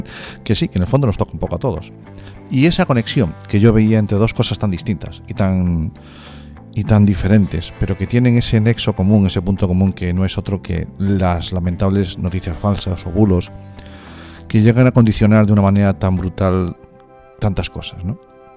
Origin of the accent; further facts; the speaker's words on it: Galicia, Spain; Y como decimos en mi tierra, a carallo.